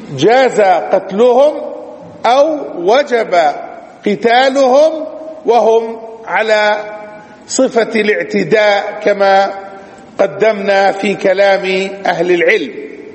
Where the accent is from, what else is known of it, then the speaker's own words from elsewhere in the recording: Palestine; ومن أدل دليل على ذلك الواقع في بلادنا فلسطين